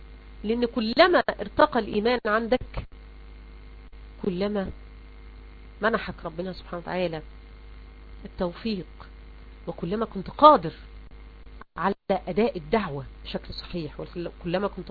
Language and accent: Arabic; Egypt; زي كده ما بيقولوا منسوب ماء النيل عندنا في مصر لما ينزل يشكل خطر علينا